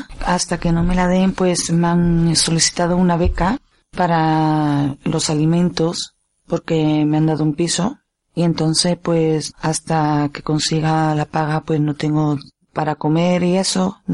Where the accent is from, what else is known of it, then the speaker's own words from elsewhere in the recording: Seville, Andalusia, Spain; now in Zaragoza, Spain; De Sevilla.